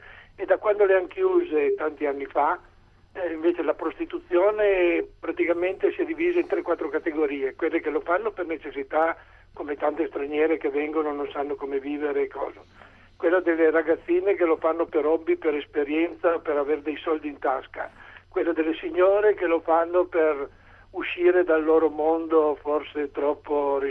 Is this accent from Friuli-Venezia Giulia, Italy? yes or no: no; Turin, Piedmont, Italy; io sono di Torino